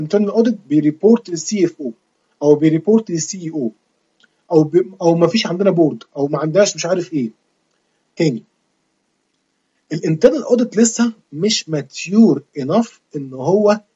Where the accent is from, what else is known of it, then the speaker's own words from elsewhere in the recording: Egypt; زي البنك المركزي كده عندنا في مصر،